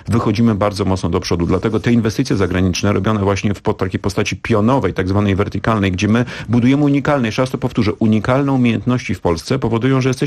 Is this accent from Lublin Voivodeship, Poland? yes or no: no; Bydgoszcz, Kuyavian-Pomeranian Voivodeship, Poland; born there; ja się urodziłem w Bydgoszczy praktycznie na lotnisku, na którym lądowały, startowały samoloty